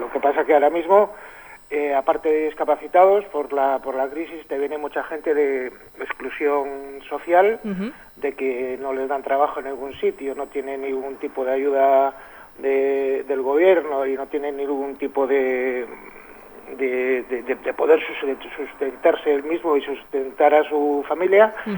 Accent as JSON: {"language": "Spanish", "town": "Santander", "region": "Cantabria", "country": "Spain", "said": "yo pues soy de Santander"}